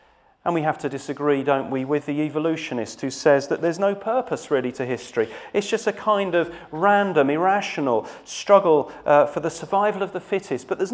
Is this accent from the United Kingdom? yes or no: yes; United Kingdom; It makes me feel good about being British, and it makes me feel good and righteous about being me.